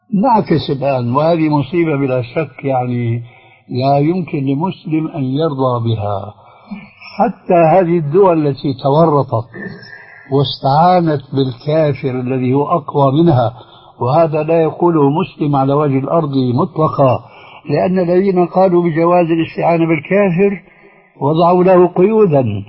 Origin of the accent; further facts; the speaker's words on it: Syria; فالحزب البعث عندنا في سوريا لا يمثل الشعب السوري